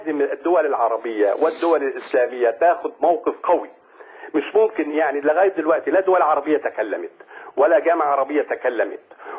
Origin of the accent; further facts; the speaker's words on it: Hama, Hama Governorate, Syria; كنت أنا يعني من أهل حماة